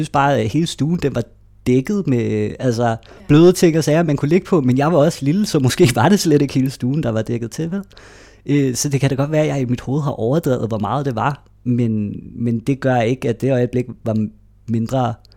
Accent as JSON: {"language": "Danish", "town": "Greve", "region": "Zealand", "country": "Denmark", "tie": "born or raised there", "said": "Og vi boede i Greve, Hundi, hvor jeg voksede op, mødte nogle venner allerede i børnehaven"}